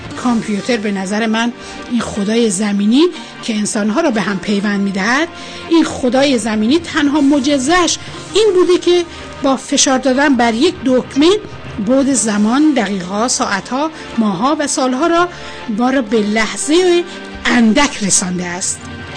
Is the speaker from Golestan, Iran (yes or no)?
yes; Bandar Torkaman, Golestan, Iran; در بچه بندرشاه و در بندر ترکمن فعلی متولد شدم. به همه همشهریایم هم در سراسر جهان سلام عرض می کنم.